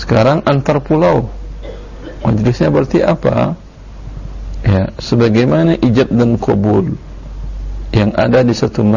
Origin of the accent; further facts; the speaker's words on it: Pekanbaru, Riau, Indonesia; di Medan atau di Pekanbaru lah, kampung saya